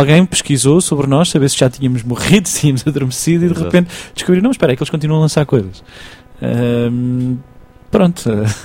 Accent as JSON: {"language": "Portuguese", "town": "Tomar", "region": "Santarém", "country": "Portugal", "tie": "born or raised there", "said": "Sou natural de Tomar."}